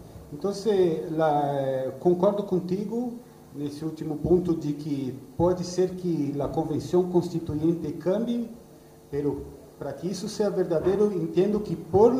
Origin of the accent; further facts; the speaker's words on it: Brazil; Spanish is a second language; Yo, como brasileño